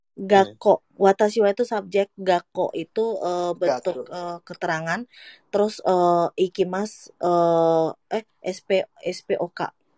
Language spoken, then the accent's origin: Indonesian; Indonesia; saya dari Indonesia